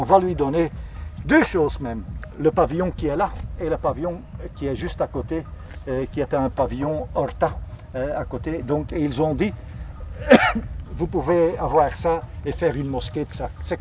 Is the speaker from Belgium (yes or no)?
yes; Brussels, Belgium; Moi, en tant que Bruxellois